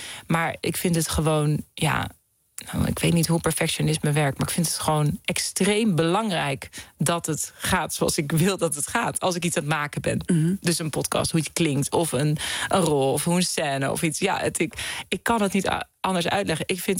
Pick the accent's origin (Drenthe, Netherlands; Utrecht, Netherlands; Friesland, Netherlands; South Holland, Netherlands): South Holland, Netherlands; The Hague; Ik kom uit Den Haag, uit het centrum.